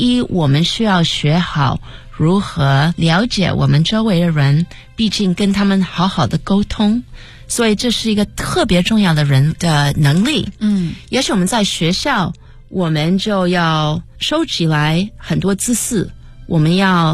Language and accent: Chinese; United States; 我在美国长大，我是一个中国小姑娘，我今年48岁，所以我自己是1969年在美国出生